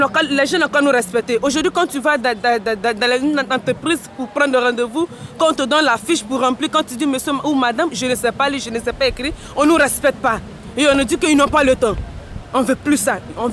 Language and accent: French; Côte d’Ivoire; French is a second language; moved away as an adult; also born or lived in Niger; now in Belgium; Je viens de la Côte d'Ivoire.